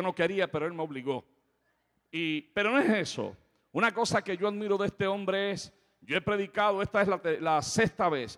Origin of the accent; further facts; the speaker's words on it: Puerto Rico; No he encontrado más hospitalidad en mi país que en el oeste de Puerto Rico.